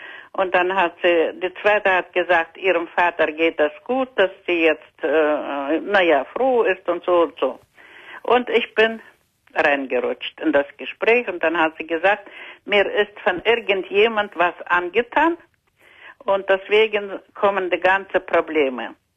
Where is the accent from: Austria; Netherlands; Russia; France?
Russia; German is a second language; Ich Ich komme aus Russland, ja?